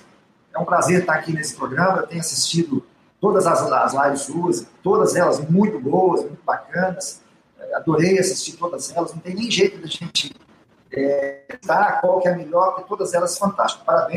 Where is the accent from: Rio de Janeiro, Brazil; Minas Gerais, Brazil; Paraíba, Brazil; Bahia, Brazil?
Minas Gerais, Brazil; Contagem; Sou americano e eu morava no centro de Contagem, próximo ao Vale Verde. E eu, criança, com 3 anos de idade, eu já, 3, 4 anos de idade, já frequentava ali o Vale Verde.